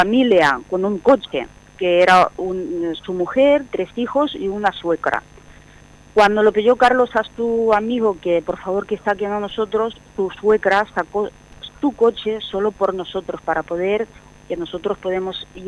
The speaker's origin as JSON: {"language": "Spanish", "town": "Zaporizhzhia", "region": "Zaporizhzhia Oblast", "country": "Ukraine", "second_language": "Spanish", "moved": "as an adult", "said": "porque yo soy de Zaporizhia, y resulta que en un equipo de balonmano en Zaporizhia estaba un jugador español"}